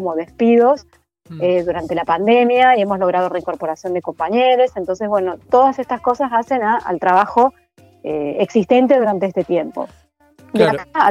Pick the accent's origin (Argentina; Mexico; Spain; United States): Argentina; Córdoba; now in Buenos Aires, Argentina; yo soy de Córdoba, nací en Córdoba, me formé ahí, me perfeccioné en el taller del San Martín desde el 2001, entonces ahí me traslado a vivir a Buenos Aires